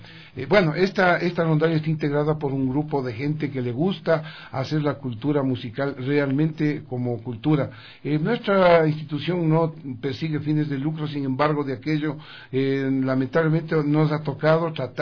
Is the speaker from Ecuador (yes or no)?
yes; Ecuador; a los que somos del Ecuador